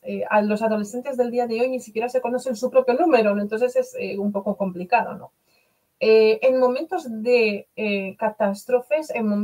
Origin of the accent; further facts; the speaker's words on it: Poland; Spanish is a second language; now in Spain; como yo soy polaca, vivo desde hace 30 años en España